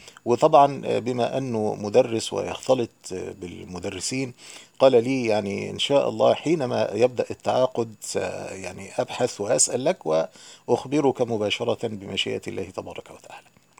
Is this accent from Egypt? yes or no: yes; Egypt; also born or lived in Yemen; عندنا في مصر